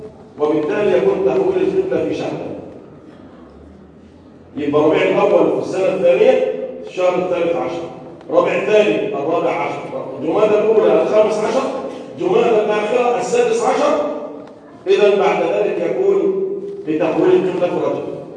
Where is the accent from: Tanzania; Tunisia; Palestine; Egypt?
Egypt; اللهم احفظ بلدنا مصر وسائر بلاد المسلمين من كل مكروه وسوء.